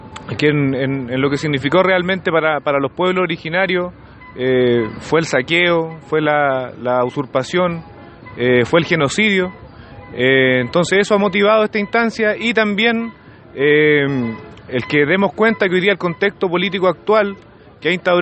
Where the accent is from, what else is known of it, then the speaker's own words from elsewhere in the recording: Nueva Imperial, Araucanía, Chile; Yo soy de Nueva Imperial, vengo de un territorio, que es una comunidad que se llama Huincul, bajo de ese lugar.